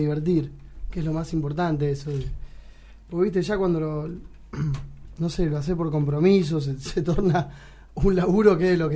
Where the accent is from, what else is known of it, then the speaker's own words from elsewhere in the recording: Zárate, Buenos Aires Province, Argentina; now in Buenos Aires, Argentina; Nosotros somos de Zárate, ¿no? Nos vinimos acá a Buenos Aires a estudiar, tuvimos un par de años.